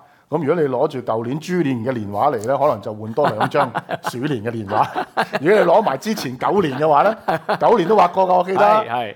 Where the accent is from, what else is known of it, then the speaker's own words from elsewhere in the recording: Hong Kong; 因為今次的選舉也都是對我們香港人一國兩制的一個公決